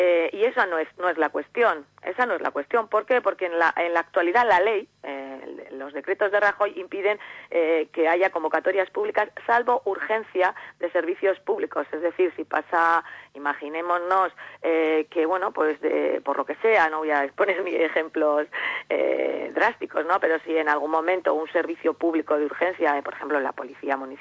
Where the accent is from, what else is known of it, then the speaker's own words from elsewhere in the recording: Llodio, Basque Country, Spain; yo soy ciudadana de Llodio primero